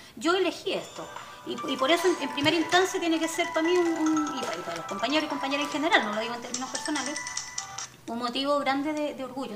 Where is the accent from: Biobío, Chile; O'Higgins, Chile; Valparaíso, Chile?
Valparaíso, Chile; los porteños somos y las porteñas somos bien localistas.